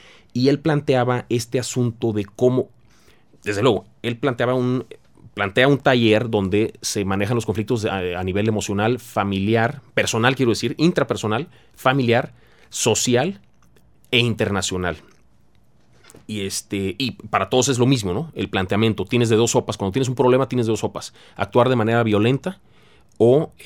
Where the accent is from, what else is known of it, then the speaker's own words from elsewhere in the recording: Tampico, Tamaulipas, Mexico; Esto te lo puedo decir yo personalmente porque soy de Tampico y lo viví, y lo vive mi ciudad.